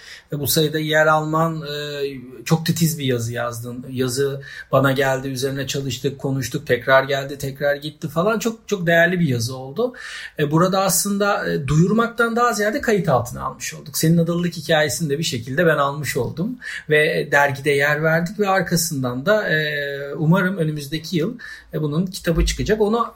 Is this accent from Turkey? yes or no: yes; Çengelköy, Istanbul, Turkey; now in Bozcaada, Turkey; Tabii ben Çengelköylüyüm aslında. Sonradan Bozcaada'ya gelip burada bir şeyler yapan, burada bir dönem yaşayan.